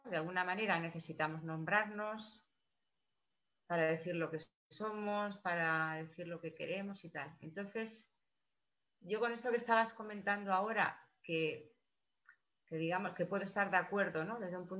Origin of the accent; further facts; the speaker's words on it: Madrid, Community of Madrid, Spain; Yo soy de Madrid, ¿eh?